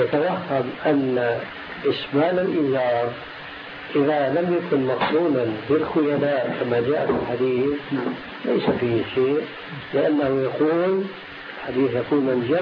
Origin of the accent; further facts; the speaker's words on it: Syria; عندنا في سوريا